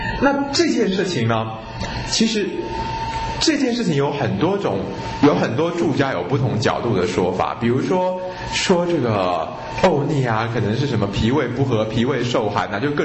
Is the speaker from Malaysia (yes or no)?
no; Taiwan; 那我们台湾人都是腠理虚疏的尊荣人